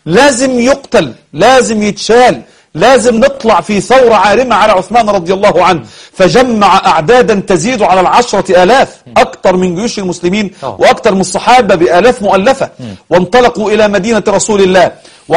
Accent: Egypt; هو إحنا كمصريين المصريون بفضل الله أصحاب طيبة،

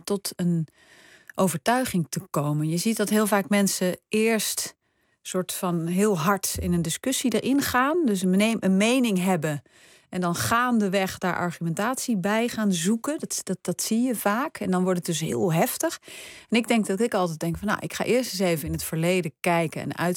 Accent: Netherlands; Nou ja, we hebben natuurlijk als Nederlander allemaal een gevoel bij het woord collaboratie.

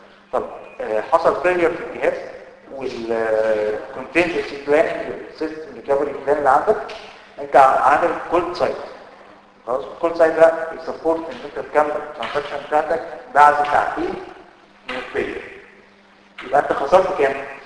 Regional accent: Egypt; طبعا احنا عندنا في مصر ما بتشتريش سوفت وير

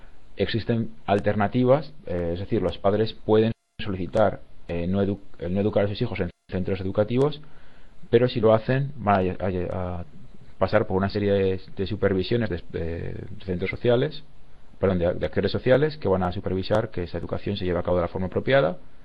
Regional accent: Zaragoza, Aragon, Spain; now in Malmö, Sweden; ¿De dónde soy? Soy de España, Zaragoza. ¿Y de dónde vengo ahora mismo? Ahora mismo estoy en Malmö, en Suecia.

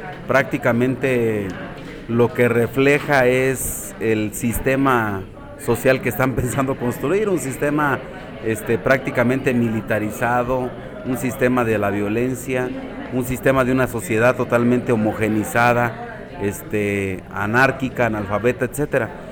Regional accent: Mexico; que como ciudadanos mexicanos tenemos nuestra obligación de atender para nuestras jóvenes generaciones

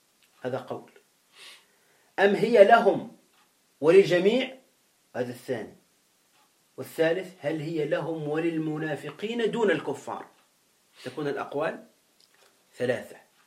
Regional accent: Tunisia; موجودون عندنا في تونس

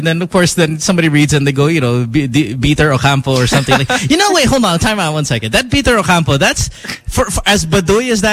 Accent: Bolivia; When I grew up in Bolivia

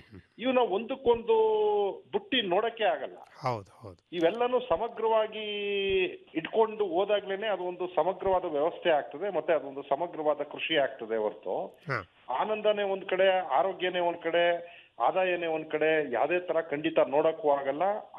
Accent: Satyagala, Karnataka, India; ಸತ್ಯಗಾಲ ಗ್ರಾಮ, ಕೊಳ್ಳೇಗಾಲ ತಾಲೂಕು, ಚಾಮರಾಜನಗರ ಜಿಲ್ಲೆ. ನಾನು ಮೂಲತಃ ಕೃಷಿ ಕುಟುಂಬದಿಂದ ಬಂದಿರೋಂಥದ್ದು.

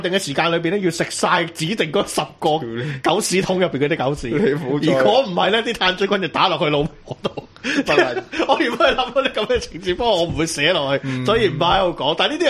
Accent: Hong Kong; 我哋香港人见到大陆人屙屎会影相，呢个都系一个文化差异嚟嘅

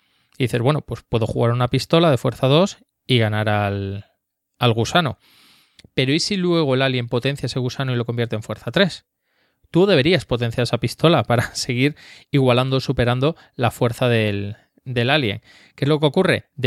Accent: France; yo soy francés

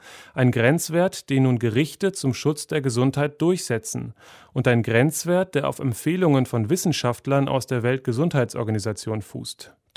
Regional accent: East Germany, Germany; Ich bin in der DDR groß geworden

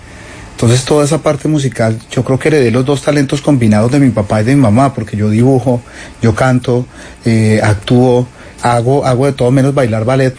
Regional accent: Cali, Valle del Cauca, Colombia; born there; yo nací por accidente en Cali, mi mamá era de Andalucía, Valle, y me trajeron acá.

